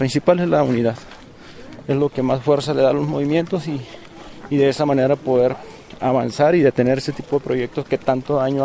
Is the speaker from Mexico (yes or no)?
yes; Baja California Sur, Mexico; vengo de Baja California Sur.